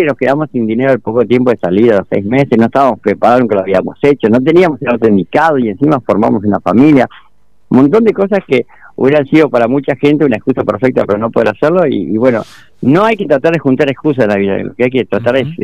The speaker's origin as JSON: {"language": "Spanish", "town": "Sierra de la Ventana", "region": "Buenos Aires Province", "country": "Argentina", "tie": "born or raised there", "also_born_or_lived": "San Francisco", "said": "yo nací, pero nada más que nací en California, San Francisco, pero me crié en Sierra de la Ventana, ya el año de vida estaba allá."}